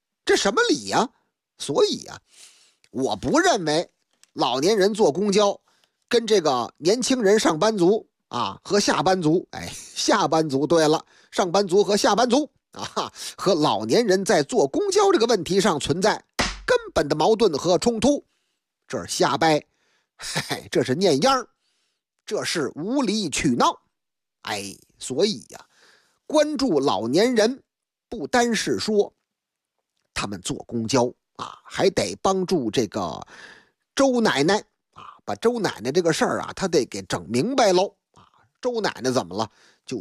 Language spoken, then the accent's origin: Chinese; Beijing, China; 在我的老家北京劲松一带，那个地方那是个成熟的社区，有很多那个老旧的楼房